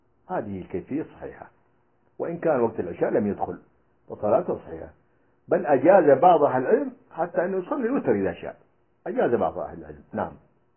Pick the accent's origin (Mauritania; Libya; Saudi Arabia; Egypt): Libya; فقام النظام السابق عندنا في ليبيا بالاستحواذ عليها